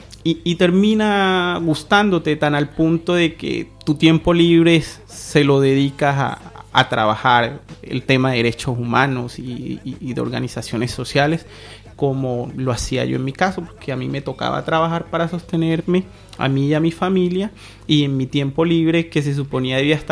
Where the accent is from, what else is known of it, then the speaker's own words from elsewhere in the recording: Caribbean Region, Colombia; accent: Caribbean; now in Spain; pero yo soy de la zona norte, que ya es mucho más caliente, cercana al mar, y bueno, por eso mi acento a caribeño.